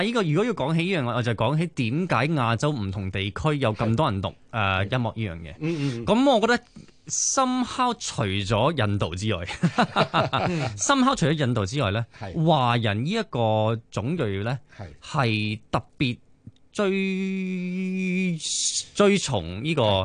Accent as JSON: {"language": "Cantonese", "country": "Malaysia", "said": "咁喺馬來西亞一樣，其實我馬來西亞人嚟嘅，我爹哋媽咪馬來西亞人嚟嘅。"}